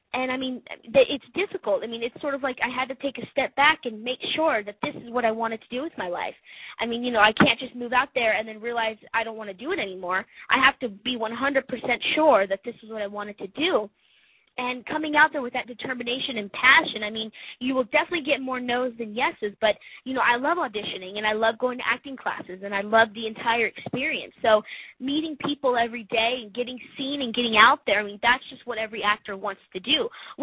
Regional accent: Bryan, Texas, United States; now in Los Angeles, United States; I'm originally from Bryan, Texas, and I was taking a huge risk moving out here to LA. I mean, I had never been out to LA before.

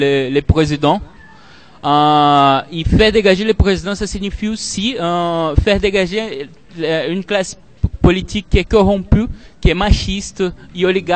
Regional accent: Brazil; French is a second language; J'ai beaucoup aimé. Je suis brésilien.

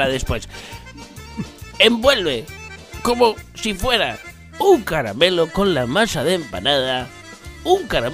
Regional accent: Spain; Como español del mundo.

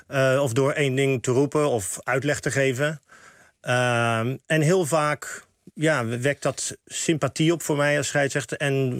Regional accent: Rotterdam, South Holland, Netherlands; ook in Rotterdam, waar ik vandaan kom

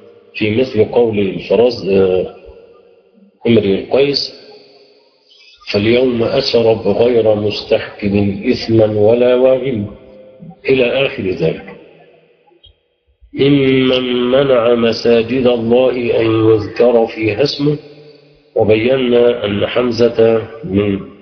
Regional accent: Egypt; حتى في اللهجة العامية في عندنا في مصر ماذا يحدث لها

